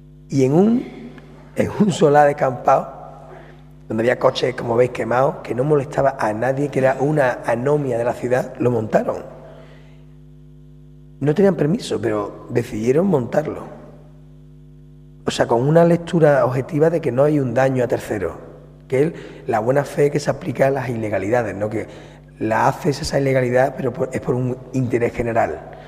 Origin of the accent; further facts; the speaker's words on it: Andalusia, Spain; Yo me lo pensaba, que Andalucía, que yo soy andaluz y estoy allí, no ha habido manera.